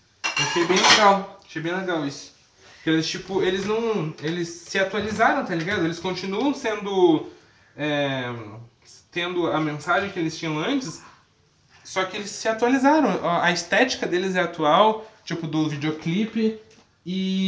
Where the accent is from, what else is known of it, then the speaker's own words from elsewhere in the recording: Santa Catarina, Brazil; born there; Eu achava que era de quem morava, nasci em Santa Cata